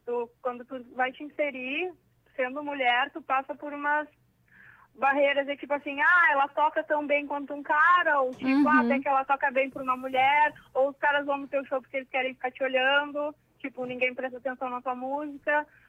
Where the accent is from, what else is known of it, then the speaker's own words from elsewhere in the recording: Rio Grande, Rio Grande do Sul, Brazil; now in Porto Alegre, Brazil; Daí, eu sou de Rio Grande, né, comecei lá.